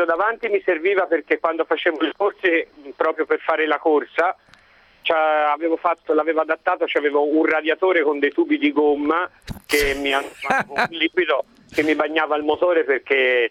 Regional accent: Foligno, Umbria, Italy; now in Florence, Italy; io sono umbro, sono di Foligno

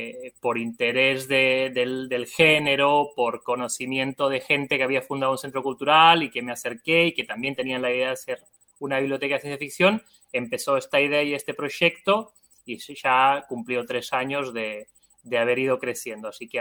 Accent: Barcelona, Catalonia, Spain; now in Argentina; soy de Barcelona, vivo en Argentina hace 15 años.

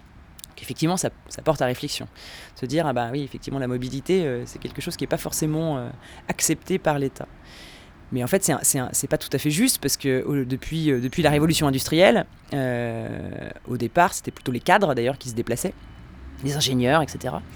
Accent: Lyon, Auvergne-Rhône-Alpes, France; born there; moi je suis née à Lyon. D'ailleurs, j'habite à Lyon, donc c'est un peu, je suis aussi un peu nomade parce que je vis dans les trains.

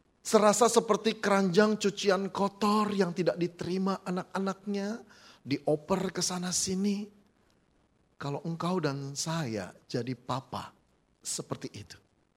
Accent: Jakarta, Indonesia; moved away as an adult; now in Malang, Indonesia; sudah belasan tahun di sana, walaupun saya berasal dari Jakarta

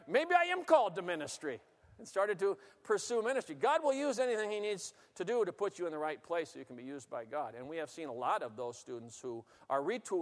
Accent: Seattle, Washington, United States; I grew up on the West Coast in Seattle area.

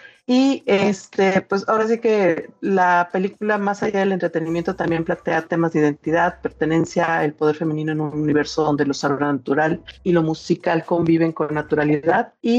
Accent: Monterrey, Nuevo León, Mexico; también desde Monterrey

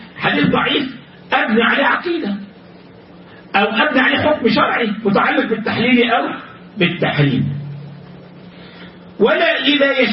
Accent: Egypt; بعض الناس عندنا في مصر

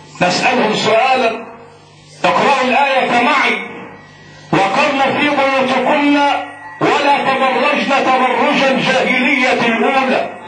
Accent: Egypt; لان عدد الوزيرات عندنا في مصر قليل

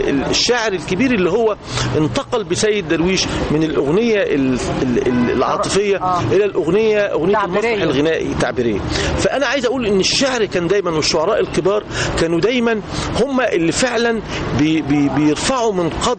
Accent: Egypt; وإحنا كمصريين ما فيش شك إنه الشجن يعني يتحرك

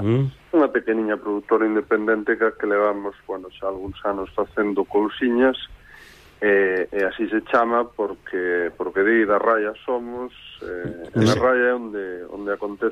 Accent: Celanova, Galicia, Spain; Eu crieime ali en Celanova

